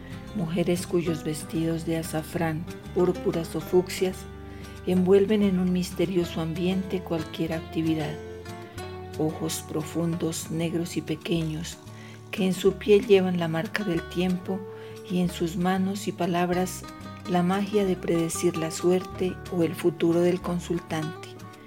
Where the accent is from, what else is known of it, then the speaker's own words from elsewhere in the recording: La Calera, Cundinamarca, Colombia; soy de La Calera y hoy quiero compartirles versos desde el encierro